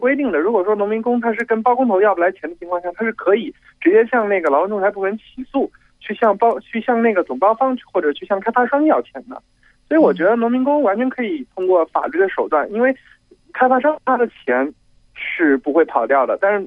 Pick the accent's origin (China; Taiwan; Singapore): China; Anhui; 我来自安徽。